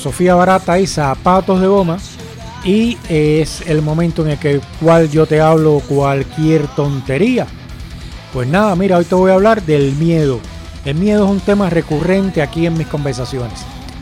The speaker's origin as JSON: {"language": "Spanish", "country": "Cuba", "said": "todo el que me oye hablar sabe que soy cubano y el que lo sabe porque yo se lo he dicho también, como yo soy cubano"}